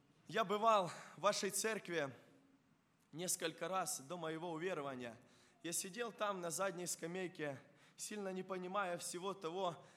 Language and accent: Russian; Krasnokutsk, Kharkiv Oblast, Ukraine; born there; Когда я родился, а родился я в Краснокутске, и многие знают этот поселок городского типа, это Харьковская область